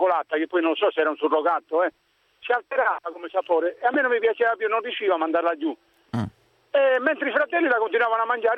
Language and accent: Italian; Sardinia, Italy; io vengo dalla Sardegna